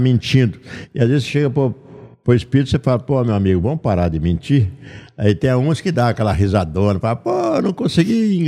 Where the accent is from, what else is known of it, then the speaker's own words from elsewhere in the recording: Leme, São Paulo, Brazil; lá na minha cidade, Leme.